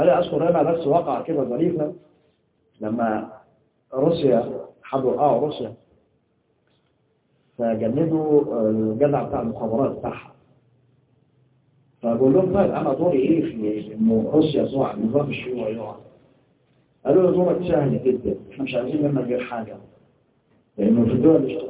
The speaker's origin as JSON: {"language": "Arabic", "country": "Egypt", "said": "احنا عندنا في مصر كان الدستور السابق"}